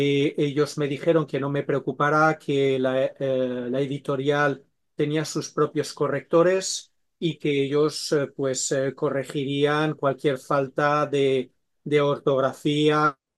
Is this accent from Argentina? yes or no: no; Switzerland; also born or lived in Spain; es que yo de pequeño, cuando crecí, crecí hablando tres idiomas, ¿no? Nosotros crecimos en Suiza y en Suiza pues hablábamos francés, con mis padres hablábamos en valenciano y luego pues cuando íbamos de vacaciones a España hablábamos castellano, ¿no?